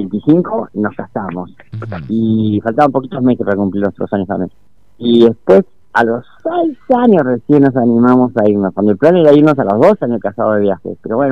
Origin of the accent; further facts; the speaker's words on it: Sierra de la Ventana, Buenos Aires Province, Argentina; also born or lived in San Francisco; yo nací, pero nada más que nací en California, San Francisco, pero me crié en Sierra de la Ventana, ya el año de vida estaba allá.